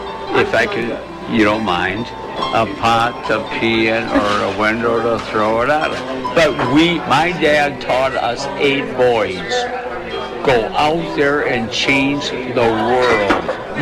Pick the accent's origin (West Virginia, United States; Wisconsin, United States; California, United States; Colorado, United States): Wisconsin, United States; Neenah; born there; I was born in Nina.